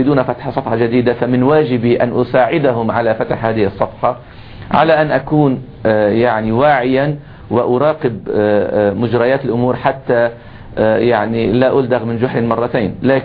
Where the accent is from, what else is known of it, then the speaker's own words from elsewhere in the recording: Lebanon; لكننا حريصون كلبنانيين